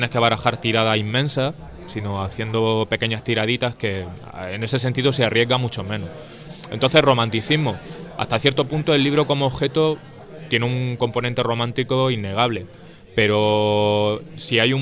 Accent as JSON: {"language": "Spanish", "town": "Jaén", "region": "Andalusia", "country": "Spain", "said": "yo particularmente soy de Jaén. Jaén es una zona de Andalucía predominantemente marxista a nivel histórico"}